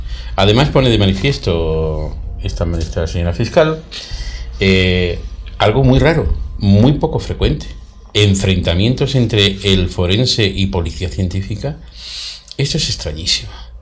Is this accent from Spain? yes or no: yes; Spain; Ya va siendo hora, los españoles ya somos mayorcitos y tenemos que saber la verdad de todo.